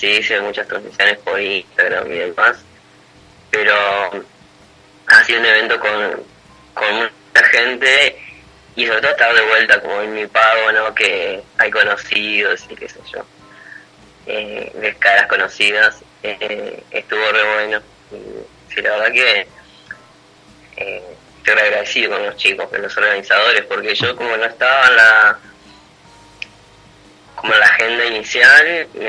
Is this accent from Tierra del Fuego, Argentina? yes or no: no; Concepción del Uruguay, Entre Ríos, Argentina; now in Buenos Aires, Argentina; Bueno, como dijiste, soy de Concepción del Uruguay, aunque vivo hace 7 años ya en Buenos Aires.